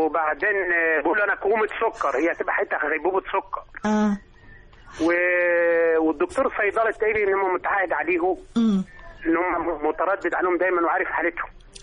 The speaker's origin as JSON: {"language": "Arabic", "town": "Sigin El Kom", "region": "Gharbia", "country": "Egypt", "said": "قريه سجن الكوم اطار غربيه"}